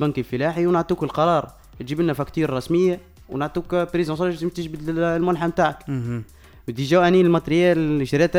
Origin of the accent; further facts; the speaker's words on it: Jemna, Kebili Governorate, Tunisia; أنا شاب من جمنة